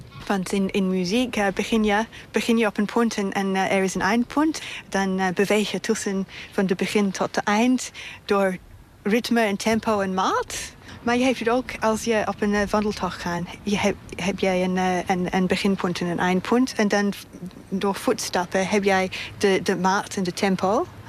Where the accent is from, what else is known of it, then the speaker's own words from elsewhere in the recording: Australia; Ik ben begonnen met lange afstand route eigenlijk toen ik jong was in Australië.